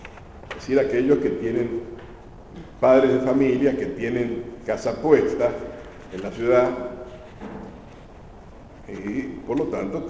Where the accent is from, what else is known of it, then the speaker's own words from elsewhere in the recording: Argentina; como somos los argentinos, siempre tenemos que empezar con un buen asadito y vino y después hablar